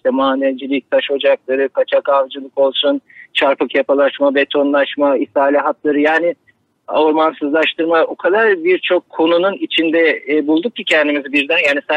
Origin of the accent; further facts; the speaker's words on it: Istanbul, Turkey; Ama tabii yani, İstanbul'da doğup büyüdük.